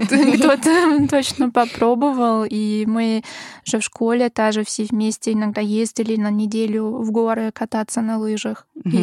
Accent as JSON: {"language": "Russian", "town": "Graz", "region": "Styria", "country": "Austria", "said": "я из Граца, ну, этот город, это второй по величине в Австрии."}